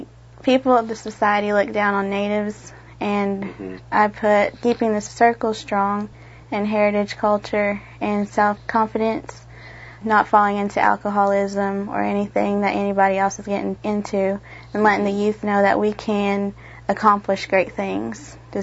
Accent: Salina, Oklahoma, United States; I'm from Salina.

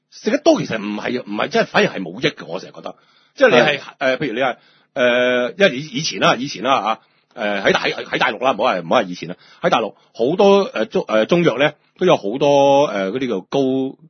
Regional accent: China; 我哋中國人真係好撚奇怪呀。

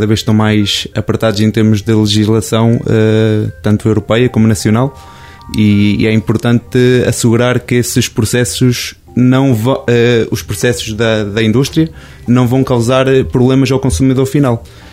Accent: Lorvão, Coimbra, Portugal; sou natural de Lorvão, pertenço ao concelho de Penacova, fica sensivelmente uma hora daqui, pronto, tenho 28 anos

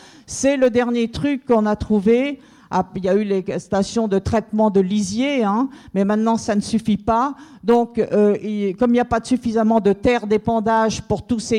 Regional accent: Brittany, France; puisque nous venons des Côtes d'Armor

